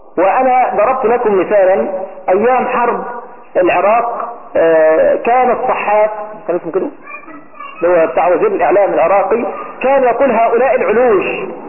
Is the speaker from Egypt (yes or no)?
yes; Egypt; المعنى المشهور بين قومه بيننا هنا في مصر